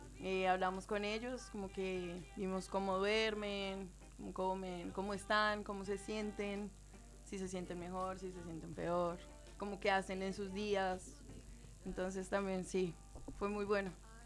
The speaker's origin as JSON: {"language": "Spanish", "country": "Colombia", "moved": "as an adult", "lives_now": "Argentina", "said": "Sí, soy de Colombia."}